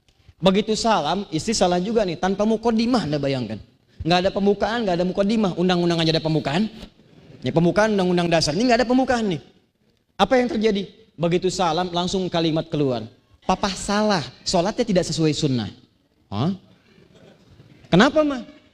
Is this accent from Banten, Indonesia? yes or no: yes; Banten, Indonesia; Sama dengan kita orang Banten bilang sepeda.